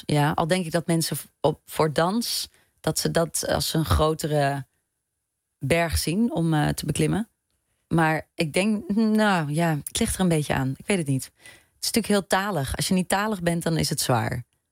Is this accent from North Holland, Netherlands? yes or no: no; Etten-Leur, North Brabant, Netherlands; En toen ik kwam vers uit Etten-Leur. Ik had nog nooit een toneelvoorstelling gezien.